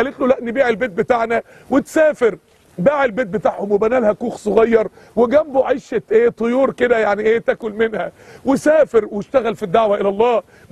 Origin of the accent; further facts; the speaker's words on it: Mansoura, Dakahlia, Egypt; عندنا في المنصورة واحد كان فتح مقهى كافيه